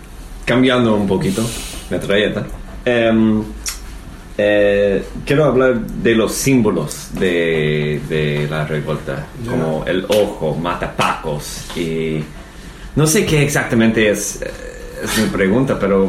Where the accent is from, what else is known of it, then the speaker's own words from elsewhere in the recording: Chile; siendo chilenos es llamativo como eso